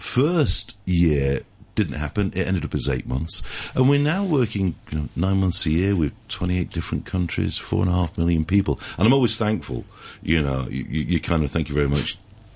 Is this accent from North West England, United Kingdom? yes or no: yes; Salford, North West England, United Kingdom; I'm from Salford.